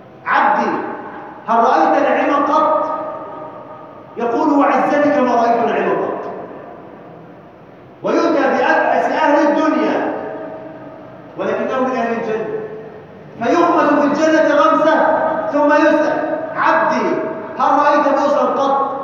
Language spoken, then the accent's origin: Arabic; Egypt; اللهم اجعل بلدنا مصر امنا جمالا سلما سلاما سخاء رخاء